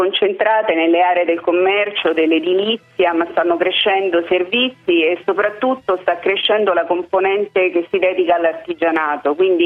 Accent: Santo Domingo, Dominican Republic; Santo Domingo.

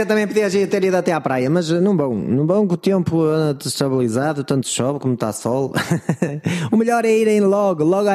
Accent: Norte, Portugal; Pois é, sou do Norte, sou do Norte.

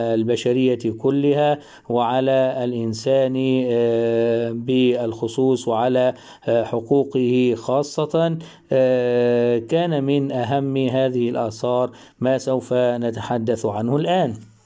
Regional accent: Egypt; ما وجد عندنا في مصر من خضوع مصر للاحتلال البريطاني

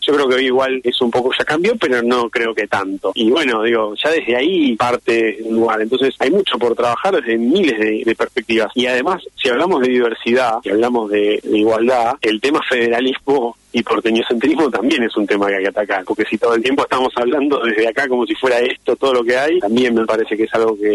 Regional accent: Buenos Aires, Argentina; yo soy porteño

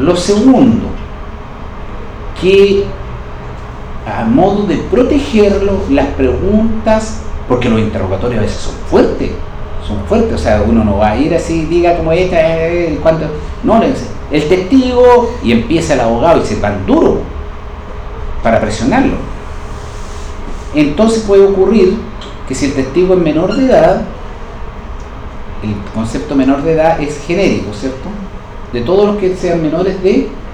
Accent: Bulnes, Ñuble, Chile; estoy hablando de mi pueblo, de Bulnes.

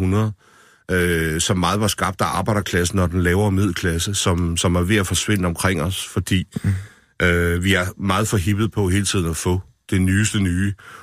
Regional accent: Esbjerg, Region of Southern Denmark, Denmark; Nu havde jeg gået på værtshus, siden jeg var 14 år i Esbjerg, hvor jeg kommer fra.

